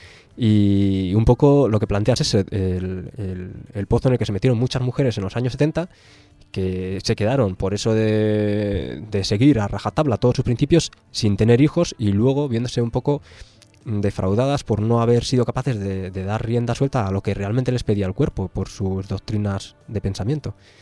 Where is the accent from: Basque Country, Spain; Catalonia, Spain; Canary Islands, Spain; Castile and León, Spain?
Basque Country, Spain; Bilbao; en Bilbao, que es mi ciudad de origen